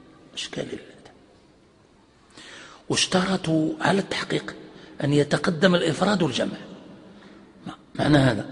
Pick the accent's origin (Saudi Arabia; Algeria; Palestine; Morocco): Morocco; يعني عندنا في المغرب يعني معروف هذا